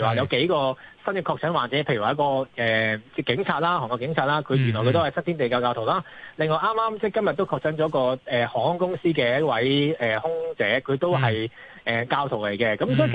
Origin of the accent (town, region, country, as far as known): Hong Kong